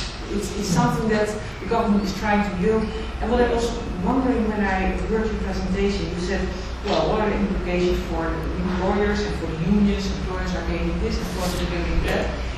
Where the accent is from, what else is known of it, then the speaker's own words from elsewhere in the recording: Netherlands; I'm from the Netherlands